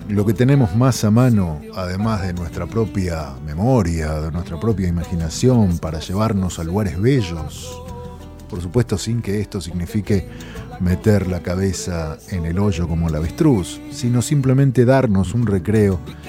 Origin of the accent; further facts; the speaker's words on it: Buenos Aires, Argentina; vengo desde la ciudad de Buenos Aires a acompañarte este rato.